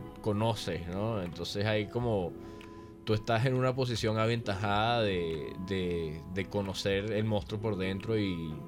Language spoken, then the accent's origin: Spanish; Venezuela; yo vengo de Venezuela, yo lo viví